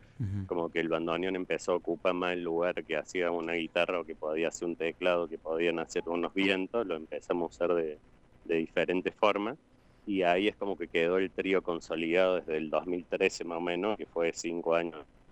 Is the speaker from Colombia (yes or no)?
no; Córdoba, Argentina; Está muy cordobés la cosa.